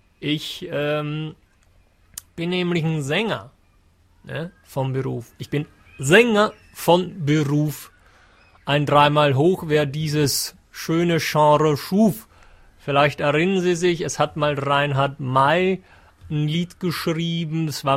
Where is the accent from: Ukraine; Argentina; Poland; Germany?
Germany; Es ist jemand, der kommt noch von viel, viel weiter weg, als es Deutschland meine Heimat ist.